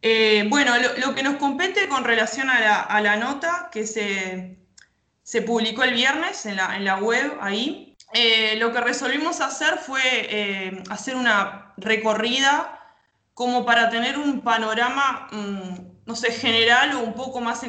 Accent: Rocha, Uruguay; now in Montevideo, Uruguay; Yo puntualmente soy de Rocha y bueno, obviamente abandoné la idea de irme para ver a mi familia por esto, ¿no? Que justamente estoy en Montevideo

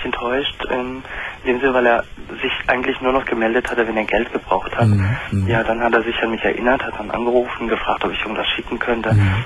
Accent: Germany; born there; Ich bin Deutscher, ich bin hier geboren.

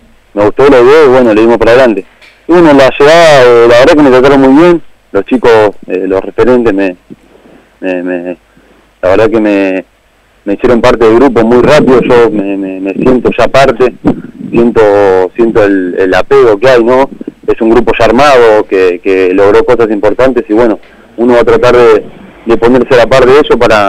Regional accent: Rafael Castillo, Buenos Aires Province, Argentina; Yo soy de Rafael Castillo, Matanza.

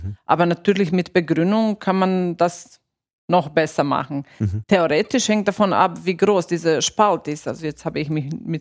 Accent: Austria; aber noch nicht so richtig viel bei uns in Österreich, aber in anderen Ländern

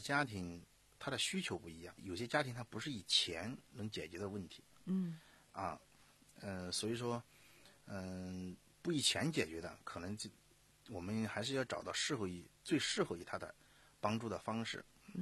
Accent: Sichuan, China; 我四川呀，在大巴山，川东地区属于大巴山，啊，这个走出来的，所以受过苦的

